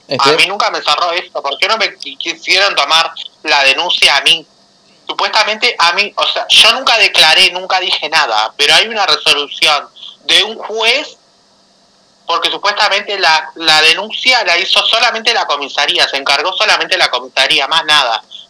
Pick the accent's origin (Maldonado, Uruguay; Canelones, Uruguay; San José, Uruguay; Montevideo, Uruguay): Canelones, Uruguay; Salinas; Canelones, sí, porque en realidad yo soy de allá, digamos, de Salina.